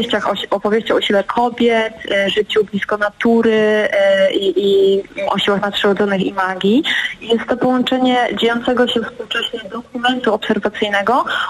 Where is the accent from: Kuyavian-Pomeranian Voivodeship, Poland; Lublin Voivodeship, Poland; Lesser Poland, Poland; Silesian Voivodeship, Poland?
Lublin Voivodeship, Poland; Biłgoraj; ja pochodzę z Roztocza, ja tam się urodziłam, urodziłam się w Biłgoraju